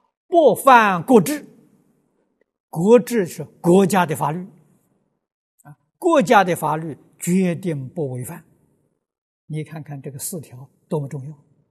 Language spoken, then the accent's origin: Chinese; China; 我们中国人常讲忠孝传家